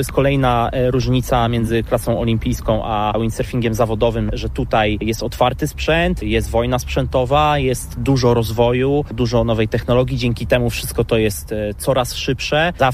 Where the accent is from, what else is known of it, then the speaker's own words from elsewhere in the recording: Słupsk, Pomeranian Voivodeship, Poland; Jestem ze Słupska, wiadomo, to jest sport absolutnie numer jeden.